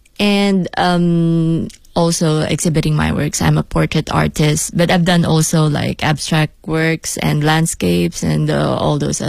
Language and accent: English; Philippines; now in Beijing, China; I'm an artist from the Philippines. And yes, I'm here in Beijing to promote my show. But actually, I've been living here for like 4 years now.